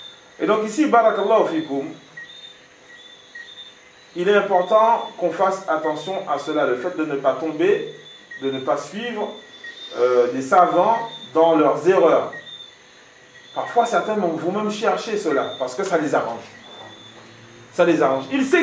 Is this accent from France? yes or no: yes; France; mais ça chez nous, en France, oui.